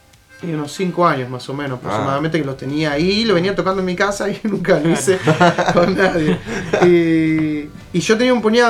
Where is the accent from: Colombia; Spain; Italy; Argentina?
Argentina; La Plata, Buenos Aires Province; Después sí, somos todos de La Plata, sí